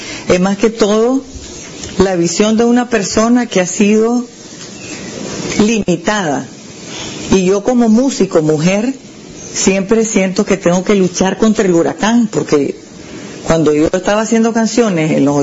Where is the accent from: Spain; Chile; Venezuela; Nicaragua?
Nicaragua; born there; si nací en Nicaragua, es porque aquí necesitamos un cambio